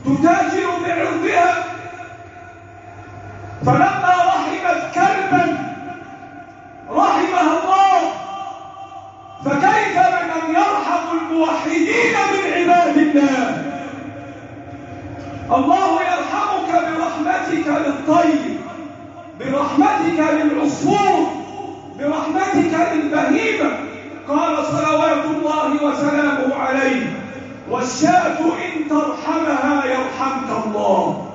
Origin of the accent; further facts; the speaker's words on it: Egypt; بلدنا مصر